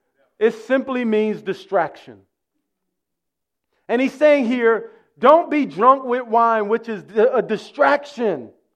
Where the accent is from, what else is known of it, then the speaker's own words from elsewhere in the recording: New York City, New York, United States; You see, I grew up here in New York City, as you heard earlier.